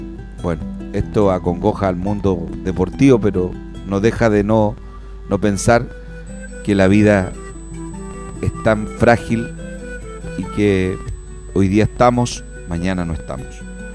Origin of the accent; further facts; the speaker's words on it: Chile; Somos sudamericanos, somos un continente de paz, de armonía, y nosotros como chilenos nos acongoja todo lo acontecido.